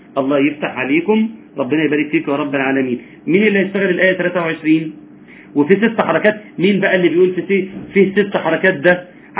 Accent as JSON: {"language": "Arabic", "country": "Egypt", "said": "وإحنا في مصر يا جماعة لحد 200 سنة فاتوا كنا نقرأ"}